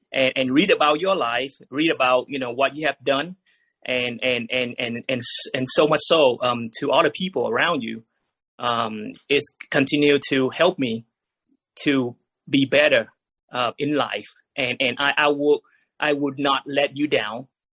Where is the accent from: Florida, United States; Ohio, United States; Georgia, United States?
Georgia, United States; especially from my hometown, which is, you know, Georgia.